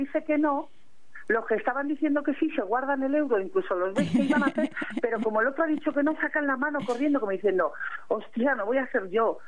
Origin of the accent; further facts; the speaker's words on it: Madrid, Community of Madrid, Spain; y yo soy del centro de Madrid